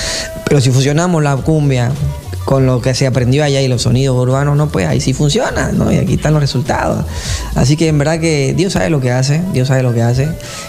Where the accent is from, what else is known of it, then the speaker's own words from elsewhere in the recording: Puerto Rico; also born or lived in Bolivia; yo me crié en Puerto Rico, soy boliviano, pero viví en Puerto Rico más de 10 años de mi vida. Ahí estudié ingeniería de sonido en la universidad